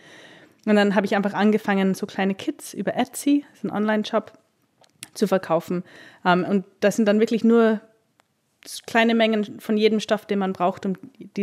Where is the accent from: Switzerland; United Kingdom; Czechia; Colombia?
United Kingdom; England; also born or lived in Austria; now in Berlin, Germany; Genau, ich bin in England aufgewachsen und dann nach Österreich und jetzt seit 2 Jahren in Berlin.